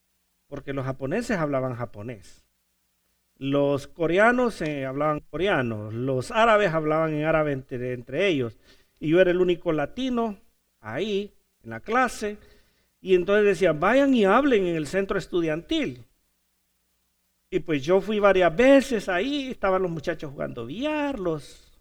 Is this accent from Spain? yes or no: no; Honduras; ¿Y tú eres mexicano? No soy mexicano, soy hondureño. ¿Pero hablas mexicano? No, no, yo no hablo mexicano, yo hablo español.